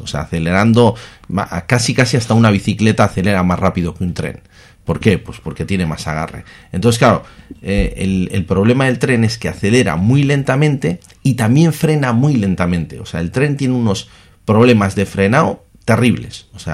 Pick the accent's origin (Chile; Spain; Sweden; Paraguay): Spain; Bilbao, Basque Country; O sea, soy de Bilbao de toda la vida.